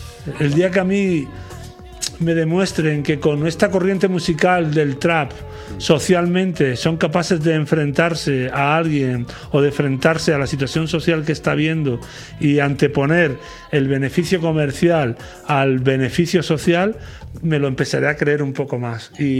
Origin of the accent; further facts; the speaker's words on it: Lucena, Andalusia, Spain; Yo que soy de Lucena, que nací en un pueblo